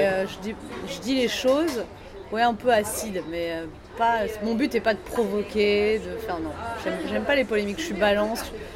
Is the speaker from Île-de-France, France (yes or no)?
yes; Paris, Île-de-France, France; born there; Moi, je suis née à Paris, oui.